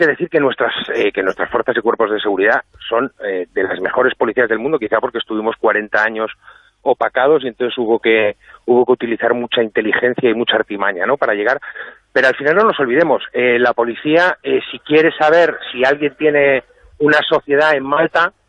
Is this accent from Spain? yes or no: yes; Catalonia, Spain; A ver, yo soy catalán